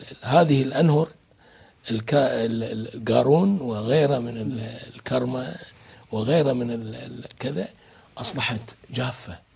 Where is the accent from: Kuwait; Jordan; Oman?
Kuwait; مساكين الأحوازية عندنا في الكويت